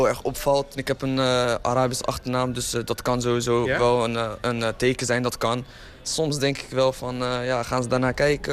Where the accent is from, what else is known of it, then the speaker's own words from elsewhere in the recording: Morocco; mijn afkomst, ik ben Marokkaans.